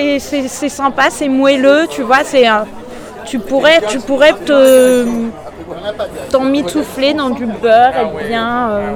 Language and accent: French; Paris, Île-de-France, France; Ouais, je suis parisienne.